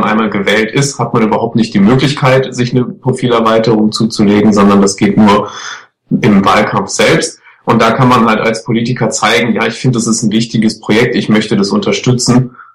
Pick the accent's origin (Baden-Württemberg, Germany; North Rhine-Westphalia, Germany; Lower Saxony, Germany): North Rhine-Westphalia, Germany; Das Ruhrgebiet ist und bleibt meine Heimat und das wird sich auch nicht ändern. Ich bin einfach froh, aus dieser Region, aus Nordrhein-Westfalen zu kommen